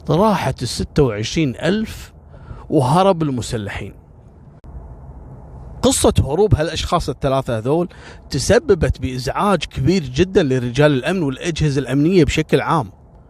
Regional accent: Kuwait; عندنا في الكويت

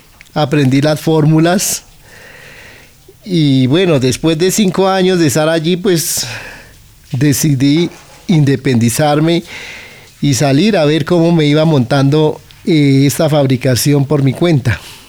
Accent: Puente Nacional, Santander, Colombia; now in Bogotá, Colombia; tengo 54 años y soy oriundo de Puente Nacional, Santander. Bueno, eso fue cuando yo decidí venirme de mi pueblo en Santander, aquí a Bogotá.

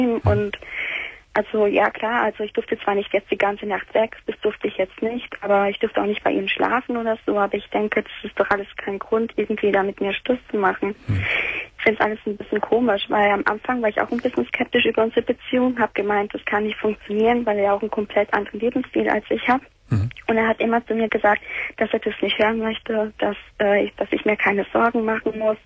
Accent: Sicily, Italy; now in Germany; also ich bin halt Italienerin, Sizilianerin, umgekehrt gesagt

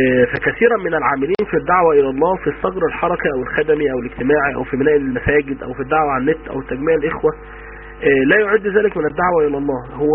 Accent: Egypt; احنا في بعد الثمانينات عندنا في مصر

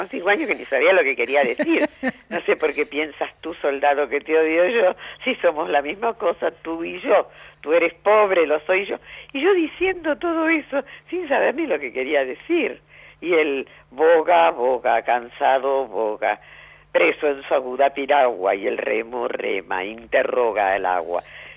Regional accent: Santa Fe, Argentina; yo soy de Santa Fe, uh-huh. de la ciudad de Santa Fe, y mi papá era un hombre en Santa Fe, un hombre de la cultura y demás

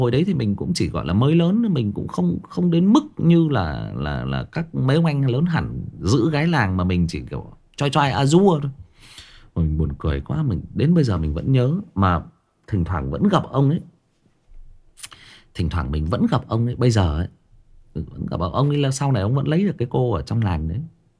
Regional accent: Thái Nguyên, Thai Nguyen, Vietnam; em sinh ra và lớn lên ở Thái Nguyên, thế nhưng mà quê em tức là ông bà già em là thoát ly lên trên khu gang thép Thái Nguyên này và gặp nhau lấy nhau, thì em được sinh ra và lớn lên ở đây.

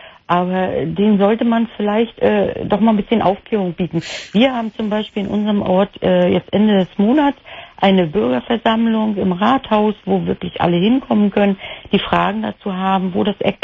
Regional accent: Mecklenburg-Vorpommern, Germany; Mecklenburg-Vorpommern.

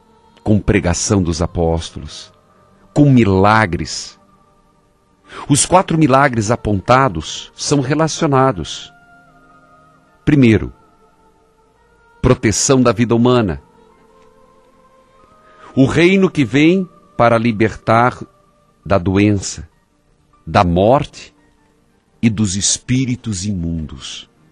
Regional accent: Paraíso do Norte, Paraná, Brazil; Nova Esperança, que fica perto ali de Maringá, perto da minha terra natal, Paraíso do Norte.

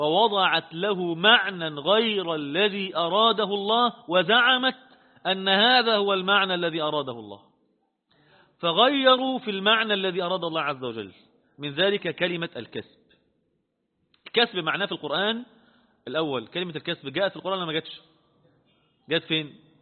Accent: Egypt; احنا كمصريين بفضل الله عز وجل

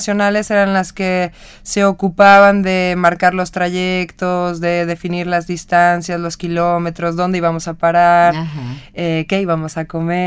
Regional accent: Nayarit, Mexico; nosotros salimos del estado de Nayarit, el cual es costa occidente. Digamos que más o menos está casi a la mitad del país.

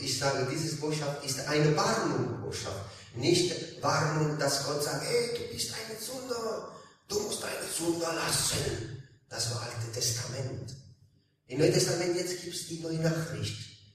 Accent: Italy; now in Hildesheim, Germany; ich komme aus Italien, ich und meine Familie, wir sind aus Italien gekommen, aber nicht jetzt, wir wohnen jetzt in Hildesheim.

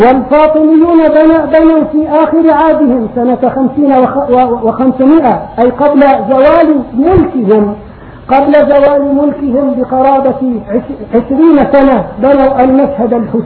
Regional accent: Egypt; وكم في بلادي مصر من صالحين

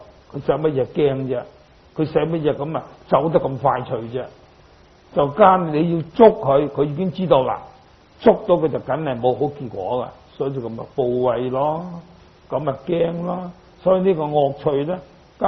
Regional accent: Guangdong, China; 那我们广东人有句话，广东就有三宝

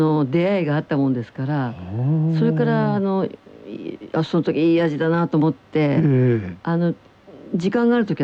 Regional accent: Kanto, Japan; 味噌は私、関東の人間なので

